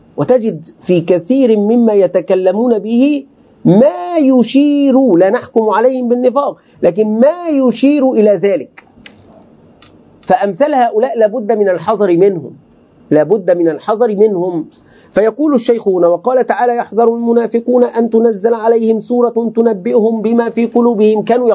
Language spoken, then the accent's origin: Arabic; Egypt; يعني عندنا في مصر توجد مجموعة ممن يدعون